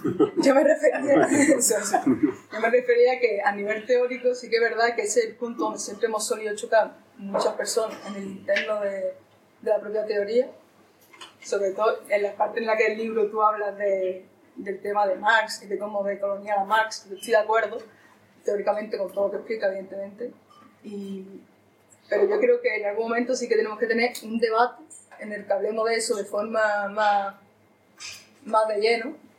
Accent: Andalusia, Spain; Esa es la única riqueza que Europa ve que puede traernos a los andaluces en este momento, ¿no? Que somos la playa de Europa, básicamente.

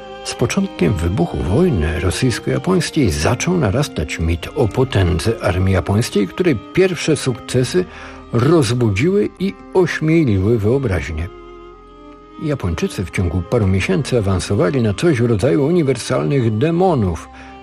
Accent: Warsaw, Masovian Voivodeship, Poland; Ja z Warszawy.

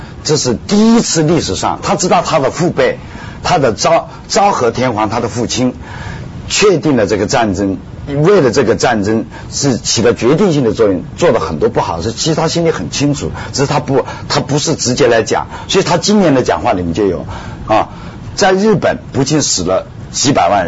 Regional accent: China; 他不像我们中国人比较去看国际形势啊，关心国际政治啊

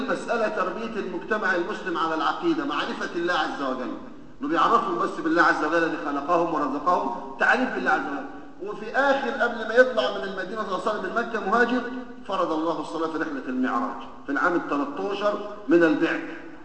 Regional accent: Egypt; ونحن كما نعلم بنمر بشدائد ونوازل في بلدنا مصر

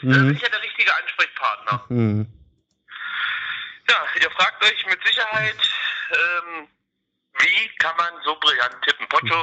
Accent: East Germany, Germany; ich bin aus der DDR, wir frisieren immer unsere

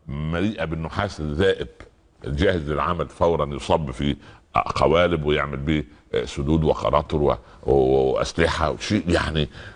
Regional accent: Upper Egypt, Egypt; كان زمان في الأراضي الزراعية عندنا في الصعيد وفي الفلاحين وفي الأرياف

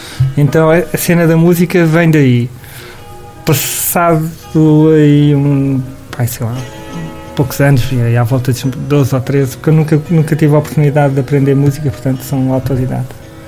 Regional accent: Lisbon, Portugal; Eu sou de Alfama e a minha família tinha uma taberna barra casa de fados.

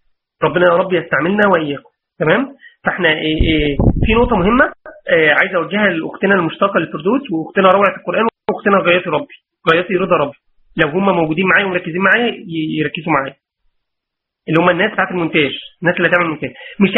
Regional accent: Mansoura, Dakahlia, Egypt; انا من المنصوره

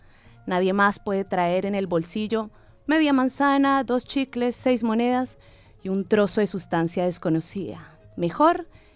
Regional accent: Colombia; a mi gente linda, bella y currambera de mi tierra colombiana

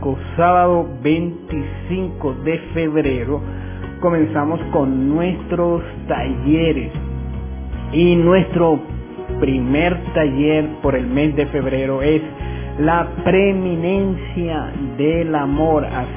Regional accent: Venezuela; also born or lived in Ecuador; me vine a mi tierra, a mi país, y feliz de estar en Venezuela.

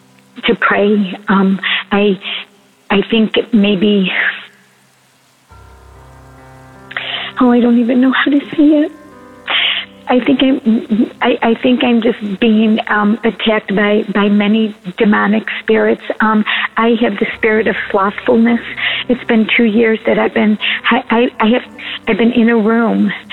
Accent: Syracuse, New York, United States; I'm from Syracuse, New York.

